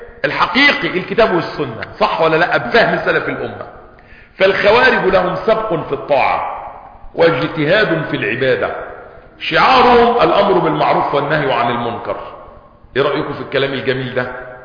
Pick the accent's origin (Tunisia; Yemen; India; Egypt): Egypt; احنا عندنا في مصر تقريبا فوق 80 مليون ميزو